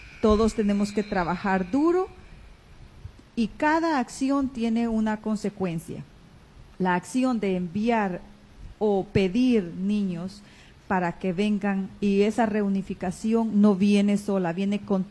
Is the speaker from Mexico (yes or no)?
no; Guatemala; Me considero guatemalteca